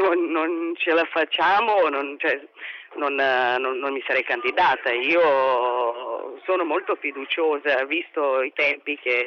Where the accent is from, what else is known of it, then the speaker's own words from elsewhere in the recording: Belgrade, Serbia; now in Italy; Io sono di Belgrado, sono serba, sono di origine rom e vivo in Italia dal 99, sono cittadina italiana.